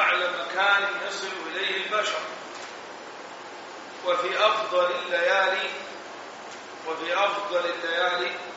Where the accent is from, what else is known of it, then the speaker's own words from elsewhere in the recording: Egypt; ولعله من أمر العامة عندنا بمصر إذا كلمت الرجل كلمك على رأي المثل